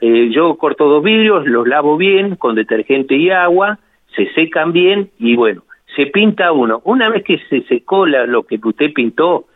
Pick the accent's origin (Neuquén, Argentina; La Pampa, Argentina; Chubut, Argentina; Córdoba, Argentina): La Pampa, Argentina; General Pico; now in Santa Rosa, Argentina; Yo soy de General Pico, en realidad. Sí. Bueno, ahora estoy acá radicado en Santa Rosa.